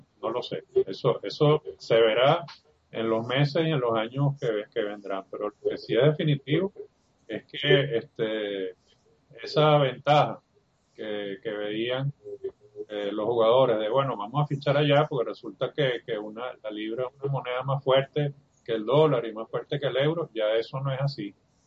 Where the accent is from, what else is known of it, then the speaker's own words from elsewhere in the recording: Venezuela; Como somos expertos los venezolanos, hemos visto eso una y otra vez aquí en nuestra moneda